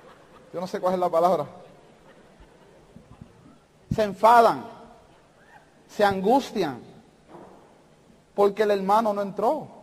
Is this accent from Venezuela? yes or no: no; Puerto Rico; yo lo saludé, yo soy de Puerto Rico